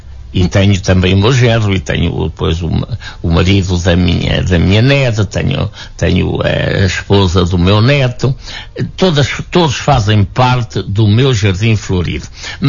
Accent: Portugal; now in Lisbon, Portugal; eu vim de Lisboa de propósito para assistir à festa da minha aldeia

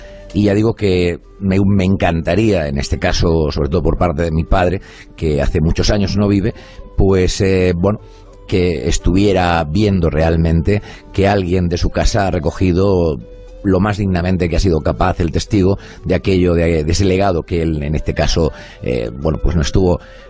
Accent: Balsicas, Region of Murcia, Spain; yo soy de aquí, yo soy de Torre Pacheco, más exactamente de un pueblecito del término de Torre Pacheco, pero más exactamente de un pueblo cercano, de Balsicas.

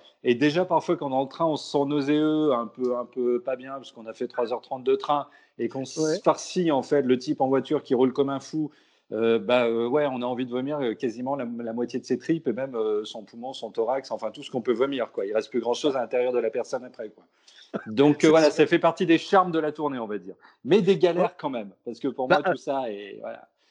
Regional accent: Brittany, France; Surtout quand on est breton et tout, donc il y a un côté identitaire et tout qui est chouette.

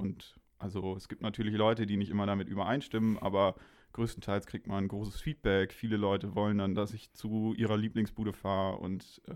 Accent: Hamburg, Germany; now in Kiel, Germany; bin fürs Studium hergezogen und irgendwie hat mich das überrascht, wie viele Dönerbuden es überhaupt in Kiel gibt. Ich komme aus Hamburg

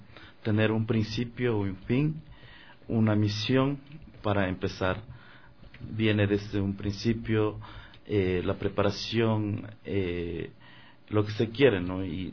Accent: Morona Santiago, Ecuador; mi pueblo originario de la comunidad Shuar de Morona, Santiago. Soy un ser muy joven en el camino, he estado mucho tiempo recorriendo el mundo entero, pero en este tiempo estoy acá en Ecuador

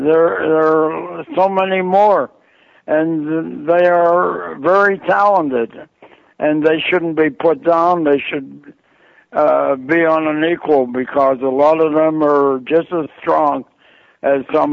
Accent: Pittsburgh, Pennsylvania, United States; when I got out of service, I started playing around my hometown of Pittsburgh and became like the local comic.

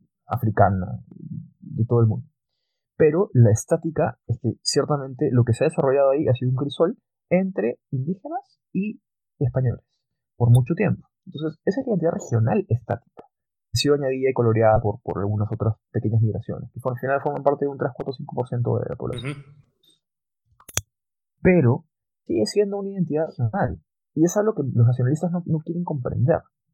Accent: Peru; now in Chile; lo digo yo como peruano que vive en Chile

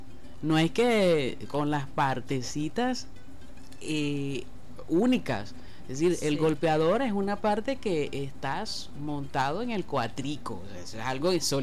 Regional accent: Venezuela; muy personalmente como venezolana

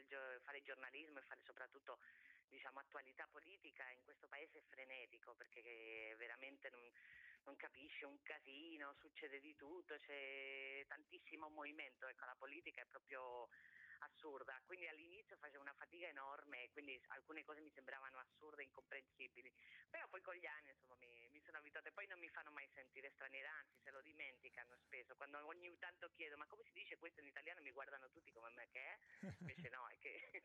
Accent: Spain; nel mio paese, in Spagna, sarebbe proprio inconcepibile

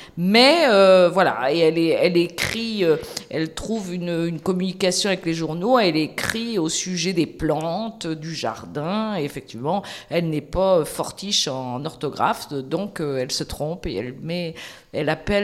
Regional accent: Nantes, Pays de la Loire, France; moi, je suis nantaise

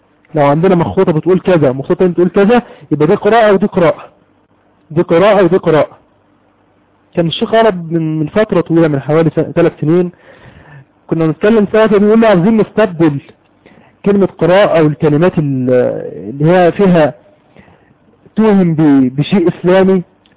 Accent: Egypt; عندنا في مصر كتب مجموعة من الناس

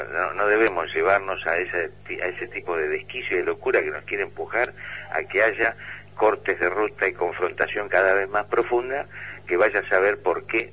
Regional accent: J.B. Molina, Santa Fe, Argentina; En J.B. Molina, mi pueblo.

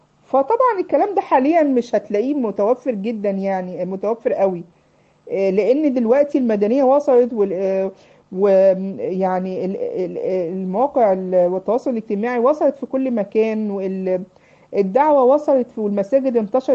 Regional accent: Egypt; عارفين يا بنات عندنا في مصر يسموا النجع، النجوع والكفور

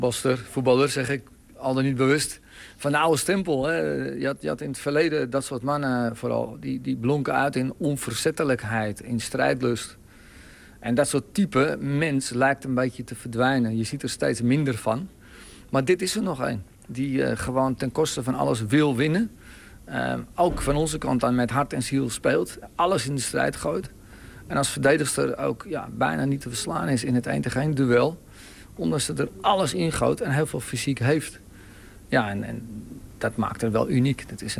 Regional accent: Netherlands; En als Nederlander hebben we altijd wel een gevoel van sympathie voor de underdog, voor de zwakkere zuster in dit geval.

